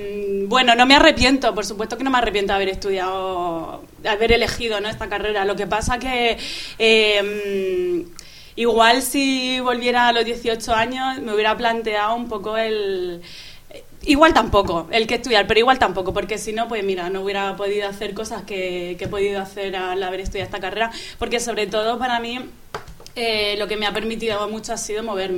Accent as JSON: {"language": "Spanish", "region": "Region of Murcia", "country": "Spain", "said": "De Murcia."}